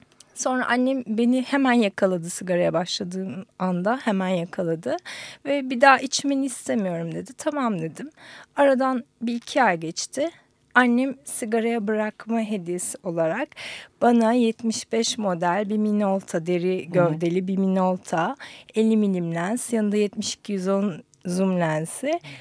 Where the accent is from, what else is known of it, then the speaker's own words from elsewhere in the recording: Istanbul, Turkey; İstanbul doğumluyum. Hı-hı. İstanbul'da büyüdüm.